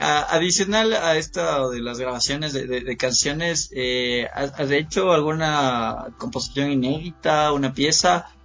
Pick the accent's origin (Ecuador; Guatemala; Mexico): Ecuador; nuestra mentalidad ecuatoriana le teníamos del ODM a salsa, que a nosotros sí nos mueve la salsa, como latinos